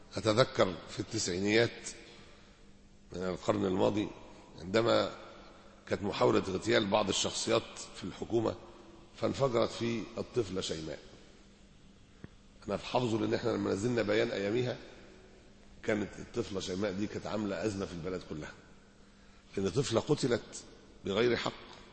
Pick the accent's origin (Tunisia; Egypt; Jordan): Egypt; Alexandria, Alexandria Governorate; احنا دلوقتي عندنا في اسكندرية